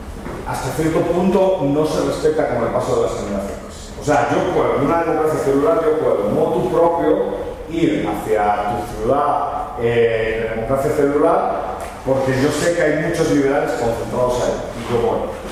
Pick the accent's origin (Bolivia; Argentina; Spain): Spain; born there; yo nací en España, ¿no?